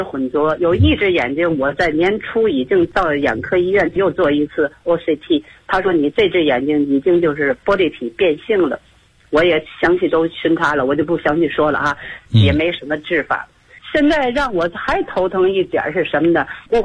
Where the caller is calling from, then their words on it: Tianjin, China; 我是天津的一个会员